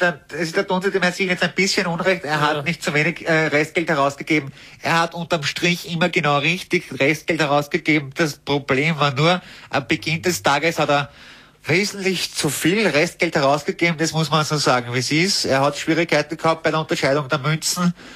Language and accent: German; Vienna, Austria; mein Gott, was für ein Patschochter, wie man bei uns in Wien sagt.